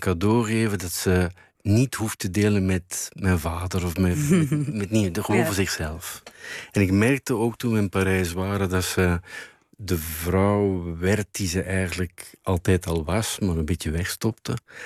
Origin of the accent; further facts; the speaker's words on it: Bruges, West Flanders, Belgium; Als ik langs ging in Brugge, waar ik ben opgegroeid en waar zij woonde